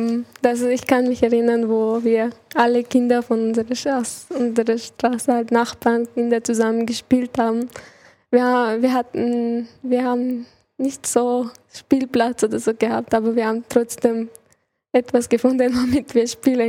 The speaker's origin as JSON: {"language": "German", "region": "Chechnya", "country": "Russia", "tie": "born or raised there", "moved": "yes", "lives_now": "Vienna, Austria", "said": "Und in Tschetschenien ist für mich ein Land, wo ich aufgewachsen bin."}